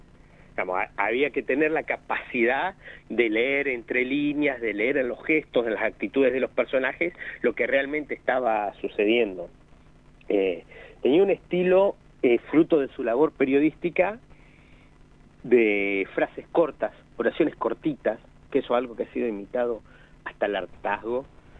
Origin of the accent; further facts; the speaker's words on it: Argentina; hay un aspecto bastante oscuro para nuestra historia como argentinos